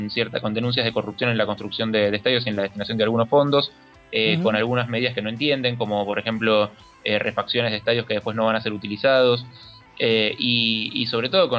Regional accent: Argentina; yo y mi comitiva somos todos argentinos.

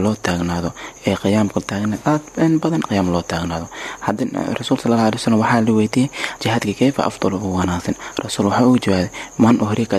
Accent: Kunbaro, Lower Shabelle, Somalia; born there; meesha aan ku dhashay Shabeelaha Hoose gaar ahaan deegaanka Kuunbaro beesh aan ku soo jeedo waa beesh tuna gaar ahaan Hajooba

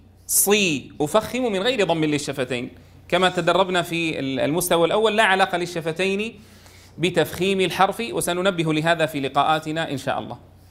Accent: Syria; مثلا عندنا في سوريا يفخم العين

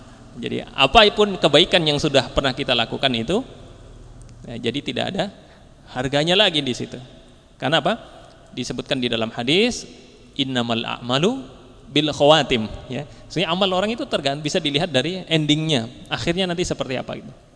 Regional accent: Java, Indonesia; karena kita kan orang Jawa kan ya lebih kepada perasaan ewuh pekewuh itu ya

